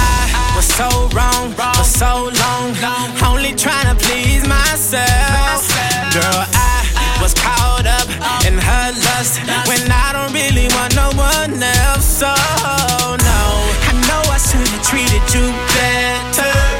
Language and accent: French; Belgium; chez nous en Belgique, plus précisément du côté de Bruxelles.